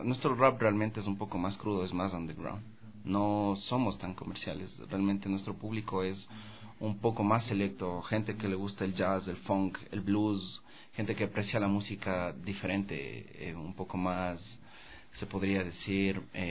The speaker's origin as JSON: {"language": "Spanish", "town": "Quito", "region": "Pichincha", "country": "Ecuador", "said": "nosotros somos un colectivo que venimos del sur de Quito, de la Argelia. Argelia y el barrio, la Argelia Alta y Aída León."}